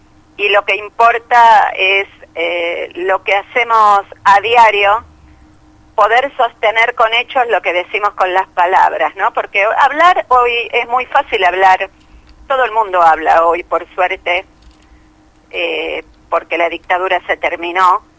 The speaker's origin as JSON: {"language": "Spanish", "country": "Argentina", "said": "porque cuando nos va bien somos todos argentinos."}